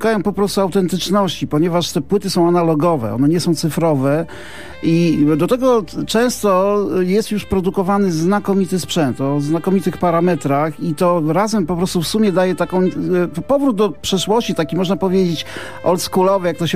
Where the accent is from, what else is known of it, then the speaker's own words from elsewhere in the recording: Ostrowiec Świętokrzyski, Świętokrzyskie Voivodeship, Poland; ja się wychowywałem niedaleko Ćmielowa, że w Ostrowcu Świętokrzyskim, to jest ten rejon Gór Świętokrzyskich